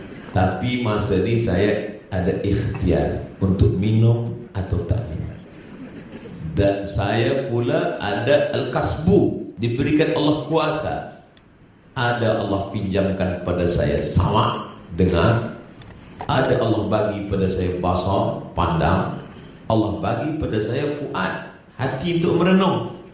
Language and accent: Indonesian; Sumatra, Indonesia; saya sebagai orang Melayu dari Pulau Sumatera